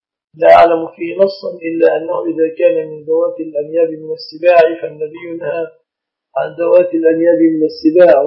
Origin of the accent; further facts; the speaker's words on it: Egypt; هذا النصيحة النساء في بلادنا مصر، بعض البلاد ليس كل مصر